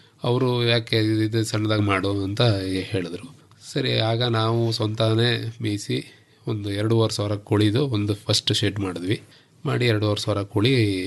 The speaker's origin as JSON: {"language": "Kannada", "town": "Bedarahalli", "region": "Karnataka", "country": "India", "said": "Sir, ನಾವು basically ಬೇಡರಳ್ಳಿಯವರು, ಬೇಡರಳ್ಳಿ K R ನಗರ ತಾಲೂಕು ಹೆಬ್ಬಾಳು ಹೋಬಳಿ."}